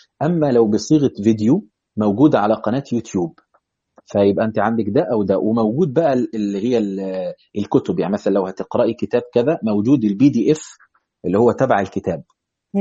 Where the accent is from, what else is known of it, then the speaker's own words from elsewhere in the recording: Asyut, Asyut Governorate, Egypt; حلو، معنا صعيدي، انا كمان من اسيوط